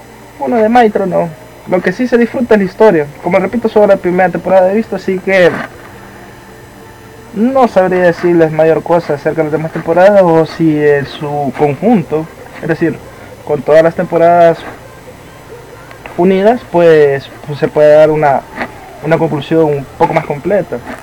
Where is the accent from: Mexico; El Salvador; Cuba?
El Salvador; yo soy del Salvador, así que la violencia, guerra y delincuencia que he vivido en todos mis años